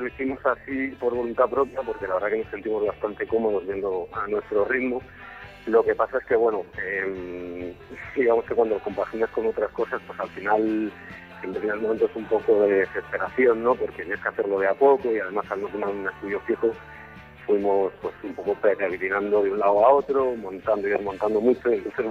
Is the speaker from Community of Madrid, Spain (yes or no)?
yes; Madrid, Community of Madrid, Spain; tres madrileños y un alemán, que se llama Ur, y que Ramiro y yo somos los madrileños